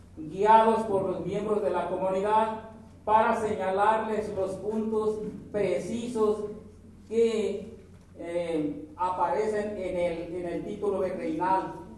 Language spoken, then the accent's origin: Spanish; Santa María Ostula, Michoacán, Mexico; nosotros los compañeros que vinimos de la comunidad de Santa María Oscura